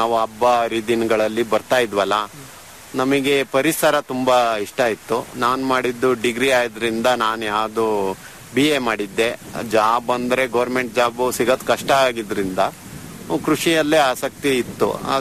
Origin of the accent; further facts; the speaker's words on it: Somashettahalli, Karnataka, India; ನಮ್ಮ ಪ್ರಾಪರ್ ಬಂದ್ಬಿಟ್ಟು ಚನ್ನಗಿರಿ ತಾಲೂಕು ಸೋಮಶೆಟ್ಟಹಳ್ಳಿ.